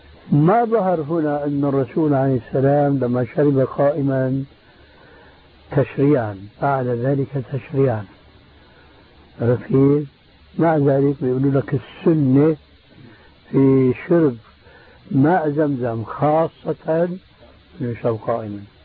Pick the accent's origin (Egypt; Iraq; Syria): Syria; بسموه عندنا بالشام بورغان بوق